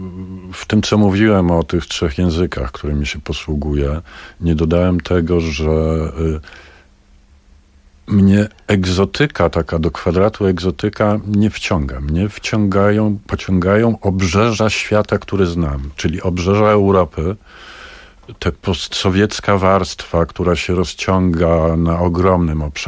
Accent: Warsaw, Masovian Voivodeship, Poland; bo my jesteśmy z pogranicza rzeczywistości, jakim jest i był Grochów. My jesteśmy z Grochowa.

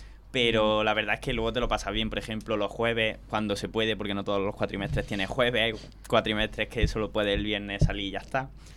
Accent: Aguilar de la Frontera, Andalusia, Spain; Yo soy de Córdoba provincia, pero no de Córdoba.

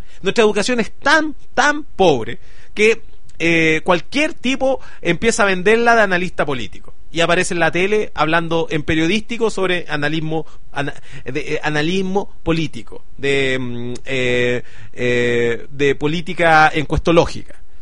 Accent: Chile; mi club es que yo soy chileno.

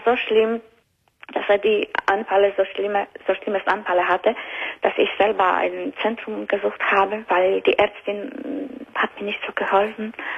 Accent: Luxembourg; German is a second language; Aus Benelux-Ländern. Aus Luxemburg.

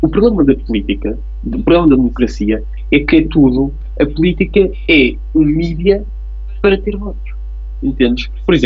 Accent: Portugal; nós estamos a cair na esparrela de sermos europeus e não portugueses. Hoje em dia somos primeiro europeus e depois é que somos portugueses.

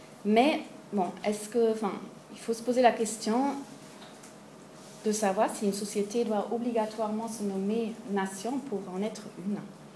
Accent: Germany; French is a second language; je suis pas française, je suis allemande

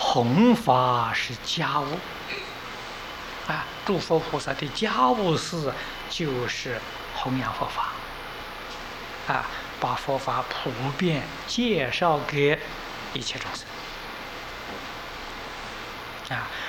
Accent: Taiwan; 我们台湾人一天可以做12个小时，一个星期可以做7天

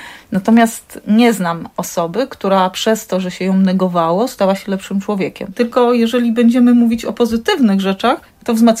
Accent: Tuchola, Kuyavian-Pomeranian Voivodeship, Poland; Wychowałam się w bloku w Tucholi. Tuchola, wiadomo, Bory Tucholskie otoczona lasem, ale blok to blok, szczególnie trzecie piętro w tym blokowisku.

